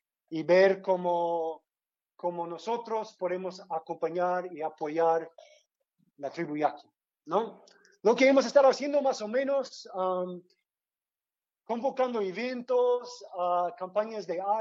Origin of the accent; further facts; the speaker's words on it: United States; yo vengo de Estados Unidos